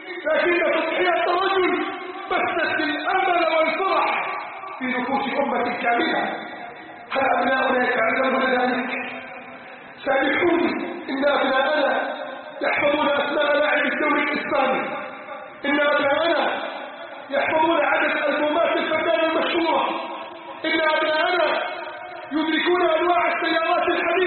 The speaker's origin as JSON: {"language": "Arabic", "country": "Egypt", "said": "حتى أسأله عن بلدنا مصر"}